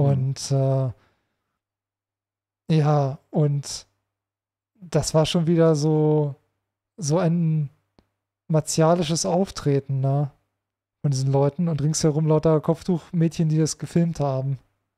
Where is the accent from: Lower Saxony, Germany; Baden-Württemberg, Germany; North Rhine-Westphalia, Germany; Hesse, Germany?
Lower Saxony, Germany; Hanover; Ja, und die Stadt Hannover, hier meine Heimat, hat auch schon nachgezogen.